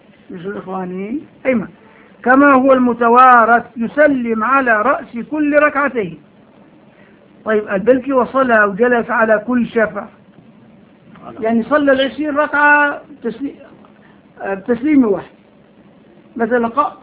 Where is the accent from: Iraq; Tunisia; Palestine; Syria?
Syria; هون عندنا بالشام